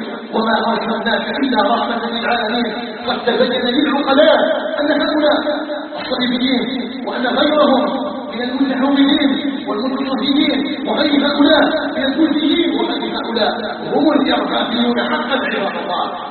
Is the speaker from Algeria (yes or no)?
yes; Algeria; هي قضية بلدنا الجزائر. وما أدراكم الجزائر؟ الجزائر قطعة من بلاد الإسلام، فيها نبتنا وعلى حبها أيها الناس ثبتنا.